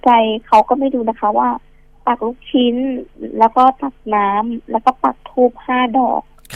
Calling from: Bang Khae, Bangkok, Thailand

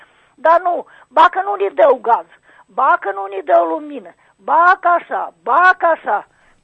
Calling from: Rîșcani, Rîșcani District, Moldova; din Râșcani.

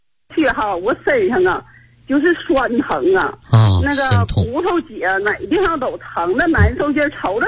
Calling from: Tai'an, Shandong, China; 我是泰安离心学员。

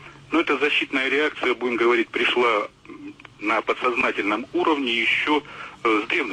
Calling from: Moscow, Russia; Я звоню из Москвы.

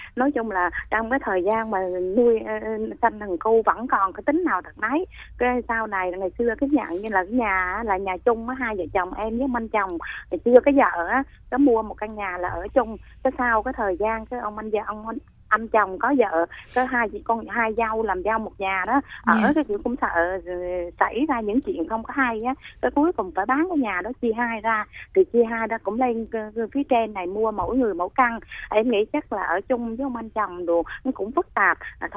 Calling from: Ho Chi Minh City, Vietnam; Chị đang gọi tới quận 12 em.

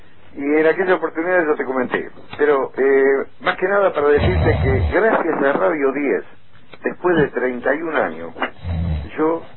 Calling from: Paso del Rey, Buenos Aires Province, Argentina; de acá de Paso del Rey

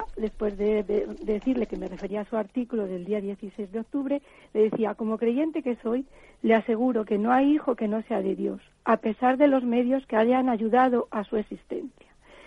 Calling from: Salamanca, Castile and León, Spain; de Salamanca.

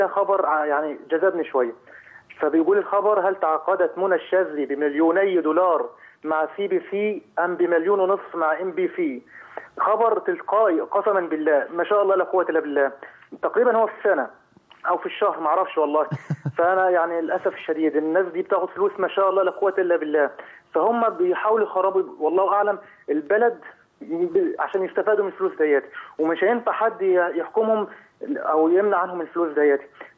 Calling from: Kuwait; والله انا دلوقتي انا بكلمك حضرتك من الكويت

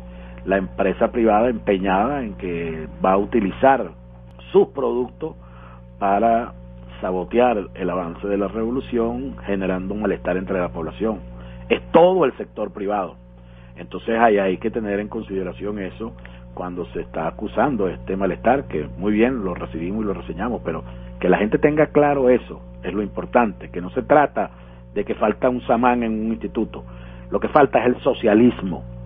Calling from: Las Tunitas, Vargas, Venezuela; de Las Tunitas, Estado Vargas.

